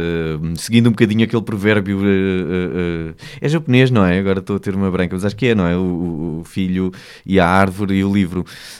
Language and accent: Portuguese; Beja, Alentejo, Portugal; Sou alentejano e sou de Beja, porque o Alentejo é muito grande, é um terço do país.